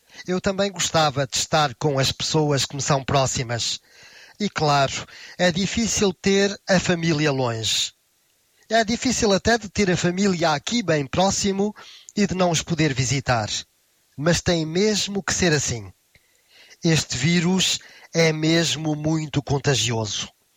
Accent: Portugal; moved away as an adult; now in France; eu saí de Portugal precisamente para estudar em França, porque não tinha conseguido vaga em nenhuma universidade portuguesa.

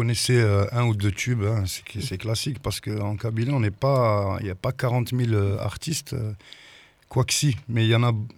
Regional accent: Toulouse, Occitanie, France; On dit qu'on est de Toulouse, mais il y en a qui sont du Gers, du Tarn. Moi, je suis à 20 minutes, mais on va dire qu'on est de Toulouse.

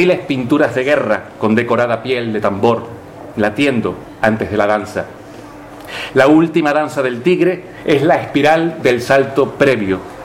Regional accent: Spain; aun siendo españoles

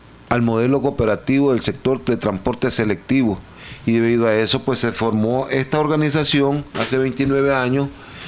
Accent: Nicaragua; siempre nosotros como nicaragüenses, como organizaciones, como miembros de esta organización, tratamos de salir adelante

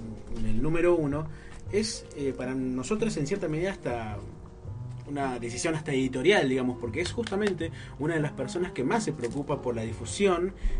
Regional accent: Moreno, Buenos Aires Province, Argentina; hasta, uh-huh, Moreno, de donde vengo yo

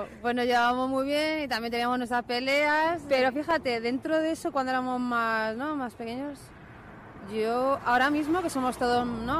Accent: Spain; also born or lived in Morocco; Yo soy nacida en Marruecos y criada aquí. Primero vino mi padre, luego vino mi madre y nos trajo, claro.

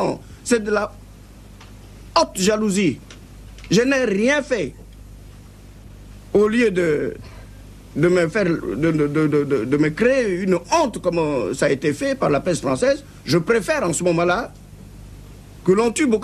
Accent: Central African Republic; born there; Et ça, c'est fait dans mon propre pays, par moi-même, dans mon village natal.

